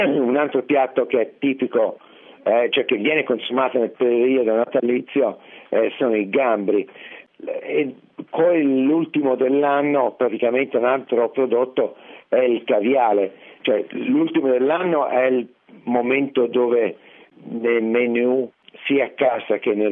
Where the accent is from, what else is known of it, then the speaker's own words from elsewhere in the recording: Tuscany, Italy; moved away as an adult; now in New York, United States; perché praticamente essendo toscano non ho mai avuto la possibilità di conoscere questa tradizione